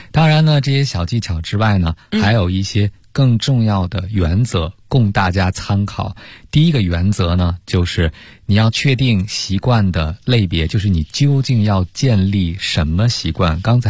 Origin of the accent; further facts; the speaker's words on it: China; 现在可能对于我们中国人餐桌叫高辣